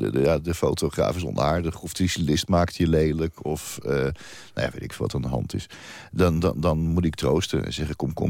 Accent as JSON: {"language": "Dutch", "town": "Leidschendam", "region": "South Holland", "country": "Netherlands", "said": "maar ik kom zelf uit Leidschendam. Dus het is nog een soort van dichtbij."}